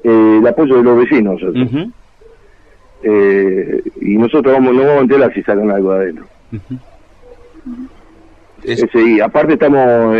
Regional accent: Rosario, Santa Fe, Argentina; Yo le digo, la mayoría somos todos de Rosario.

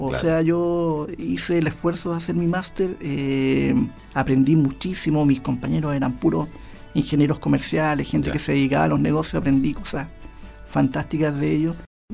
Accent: Chile; como muchos chilenos, como muchos emprendedores que nos deben estar escuchando, me tiré nomás.

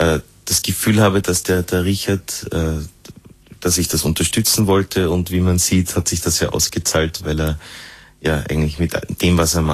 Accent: Upper Austria, Austria; Und ich bin aus Oberösterreich

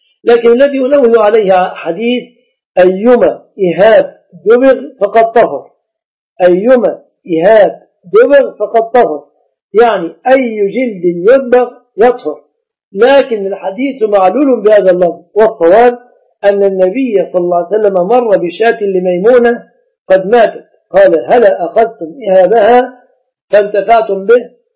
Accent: Egypt; لازم تأتي لأم العريس في بلادنا مصر الأيام هذه في القرى

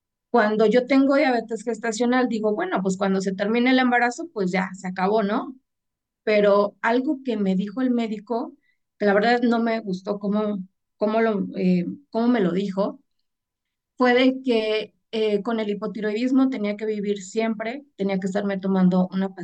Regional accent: Mexico; Y en México, yo soy de México.

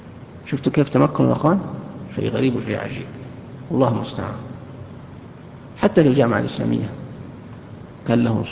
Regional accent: Saudi Arabia; كانوا عندنا في السعودية

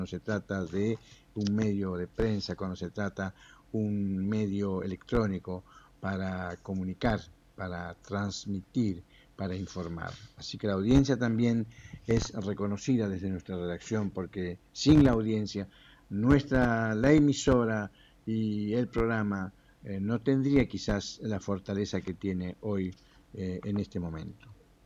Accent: Uruguay; Es nuestro deseo como latinoamericanos y como uruguayos y como periodistas.

